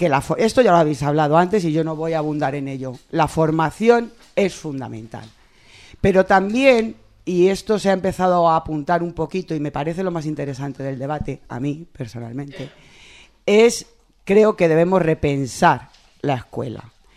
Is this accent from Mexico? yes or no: no; Móstoles, Community of Madrid, Spain; y también soy de Móstoles.